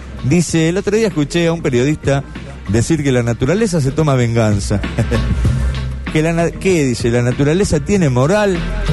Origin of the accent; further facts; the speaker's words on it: Uruguay; Porque ya dicen que como yo soy uruguayo